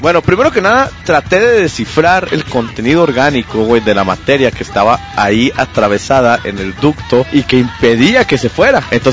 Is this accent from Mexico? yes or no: yes; Mexico; Como soy mexicano, güey, revolví la casa de atrás para adelante